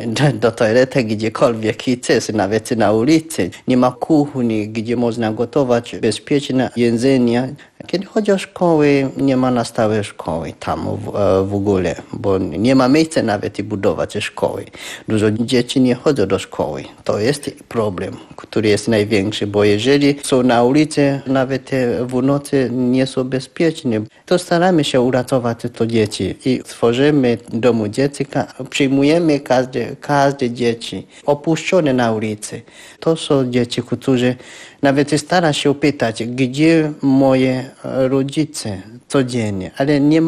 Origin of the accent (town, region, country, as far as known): Kenya; Polish is a second language